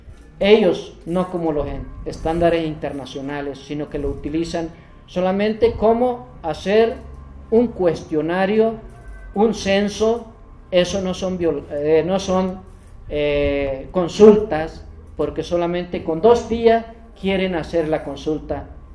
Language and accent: Spanish; Chiapas, Mexico; yo fui de Chiapas y me siento, soy chiapaneco. Yo me siento en mi casa ahora que estoy.